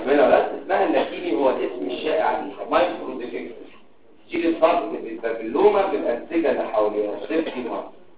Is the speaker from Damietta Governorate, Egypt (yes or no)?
yes; Damietta Governorate, Egypt; غير انا دمياطي. انا والدي دمياطي ووالدتي من المنوفيه.